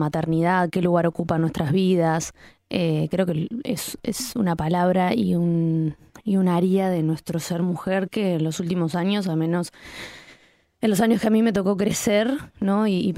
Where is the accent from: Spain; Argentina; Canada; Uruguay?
Uruguay; no iba a vivir una crisis de agua en mi país, donde que me crié pensando en el Uruguay de aguas disponibles